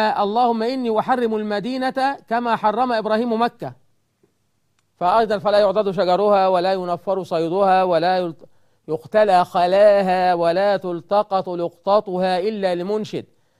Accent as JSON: {"language": "Arabic", "country": "Egypt", "said": "إحنا كمصريين، أنا مصري، عشان تقول بتشتمنا ليه؟ أنا مصري"}